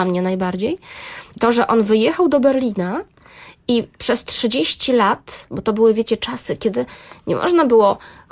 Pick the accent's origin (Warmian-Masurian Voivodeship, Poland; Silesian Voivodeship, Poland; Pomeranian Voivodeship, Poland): Pomeranian Voivodeship, Poland; Gdańsk; ja właśnie jestem też gdańszczanką, mieszkam w Gdańsku